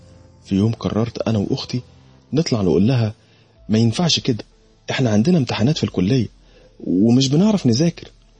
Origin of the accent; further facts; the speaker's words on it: Alexandria, Alexandria Governorate, Egypt; أنا من اسكندرية، وتحديدا من شارع العسوي الموازي لشارع خالد بن الوليد